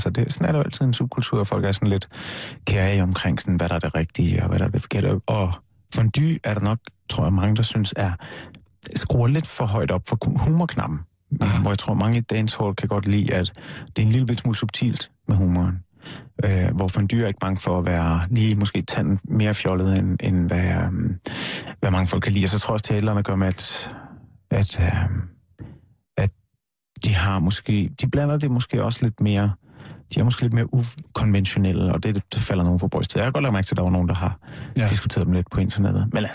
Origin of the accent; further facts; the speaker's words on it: North Denmark Region, Denmark; Jeg er fra Nordjylland, lidt nord for Aalborg.